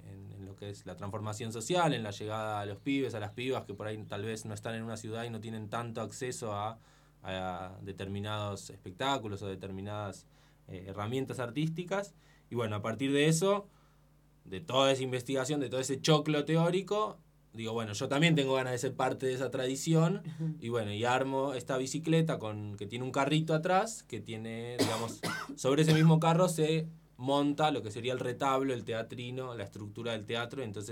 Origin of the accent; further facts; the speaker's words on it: Buenos Aires, Argentina; Y la verdad es que yo soy de Buenos Aires, y en Buenos Aires hay bastante actividad en relación al teatro de títeres.